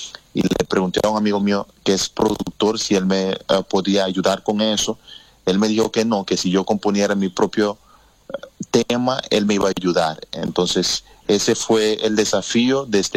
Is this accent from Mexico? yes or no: no; Curaçao; now in Netherlands; Yo llevo 10 años ya acá. Uh-huh. Tengo 10 años, me vine en el 2010, me vine con mis padres al principio, y también por mis estudios, ¿no? Como soy de Curazao, nosotros los curazoleños tenemos nacionalidad holandesa